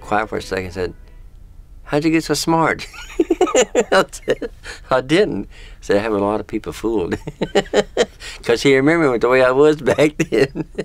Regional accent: Jay, Oklahoma, United States; I was born and raised in Jay, Oklahoma, in a two-room house. There was seven children and with our parents. And we didn't have no running water or any electricity.

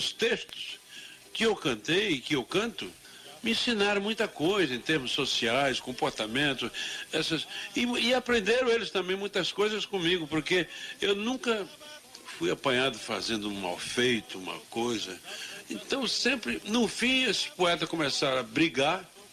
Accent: Araripe, Ceará, Brazil; moved away; eu parti lá do Araripe, onde eu nasci, me criei.

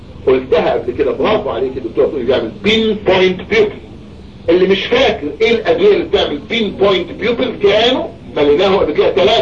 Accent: Egypt; نقطة انتقاد عندنا في مصر

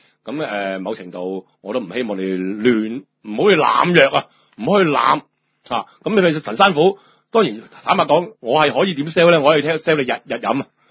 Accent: China; 我哋中國人真係好撚奇怪呀。

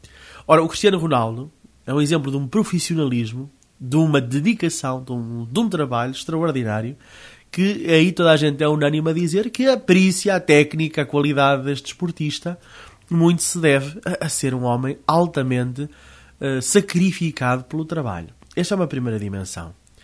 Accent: Portugal; Eu confesso-vos, como português, né, e eu sou patriota

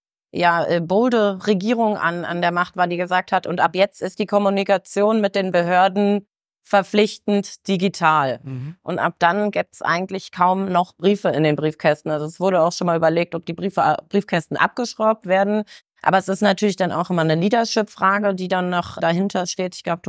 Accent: Germany; also born or lived in Denmark; Wie man vielleicht hört, bin ich ursprünglich Deutsche, habe einfach sehr lange in Dänemark gelebt

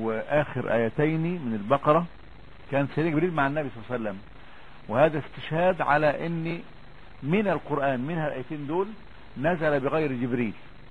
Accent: Upper Egypt, Egypt; لا احنا صعيدة يا حاج. لا هو المشكلة في ايه يعني، ان انا صعيدي وهما بورسعيدية.

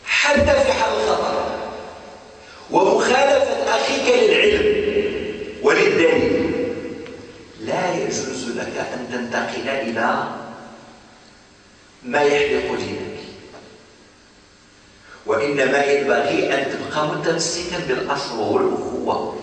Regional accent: Morocco; أفتى به مثلا في عندنا في المغرب

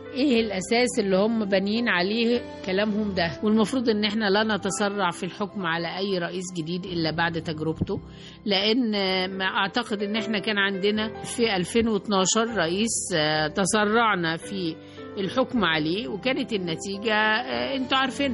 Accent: Egypt; احنا مصريين بنحب بلدنا وبنلتزم بسياستها الخارجية

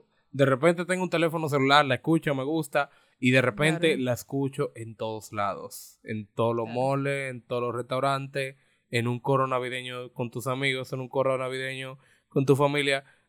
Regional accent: Dominican Republic; como dominicano, es una canción que yo comencé a escuchar

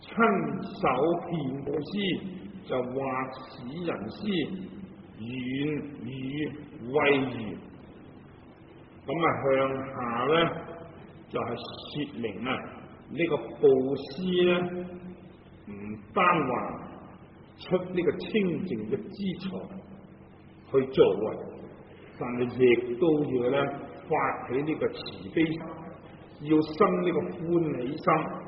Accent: Hong Kong; 我们香港人所谓呢你都痴线的

